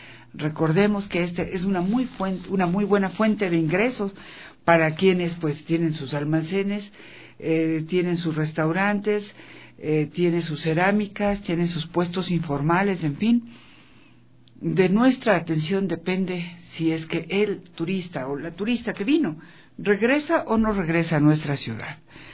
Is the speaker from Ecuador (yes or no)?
yes; Ecuador; dentro de cada uno de nosotros que somos ecuatorianos, no importa de dónde vengamos